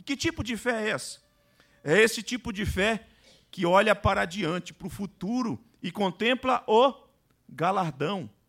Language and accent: Portuguese; Vitória, Espírito Santo, Brazil; eu vim do estado do Espírito Santo. Vitória do Espírito Santo. Cidade linda, maravilhosa, com praias bonitas. Um clima completamente diferente.